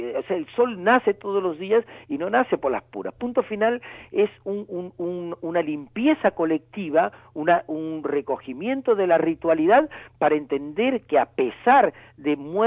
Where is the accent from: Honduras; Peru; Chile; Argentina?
Peru; northern Peru; nosotros los peruanos hemos vivido desde 1980 hasta 1992 una guerra interna